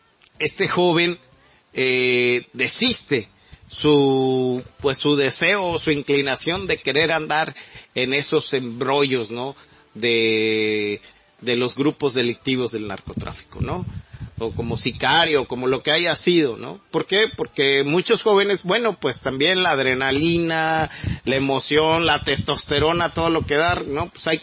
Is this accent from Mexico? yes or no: yes; Mexico; debemos de entender esto como mexicanos, como sociedad, como nación.